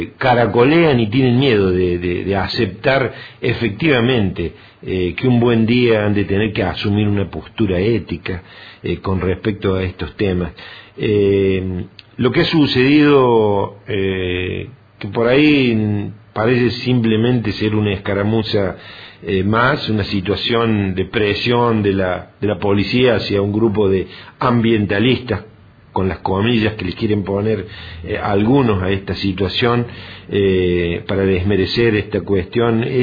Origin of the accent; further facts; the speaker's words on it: Córdoba, Argentina; nos toca vivir a Córdoba como cordobeses y como argentinos